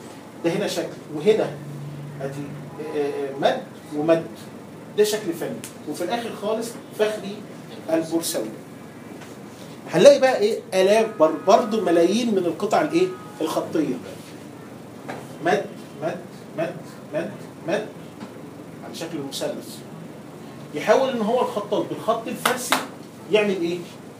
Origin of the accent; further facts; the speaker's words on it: Egypt; يعني ما فيش عندنا حد في مصر بيكتبه، والاكثر اهميه ان ما فيش حد عندنا في مصر بيعرف يقراه.